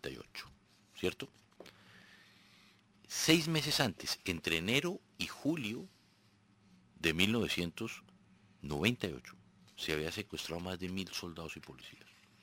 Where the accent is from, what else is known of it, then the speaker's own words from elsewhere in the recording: Colombia; así que llevamos nosotros más de 60 años de violencia en Colombia? Yo no he vivido un día en paz en mi país.